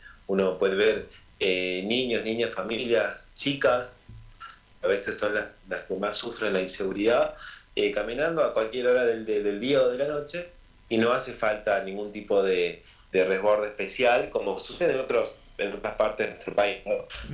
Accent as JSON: {"language": "Spanish", "region": "Tucumán", "country": "Argentina", "said": "Yo soy tucumano, por ejemplo, viviendo en Misiones"}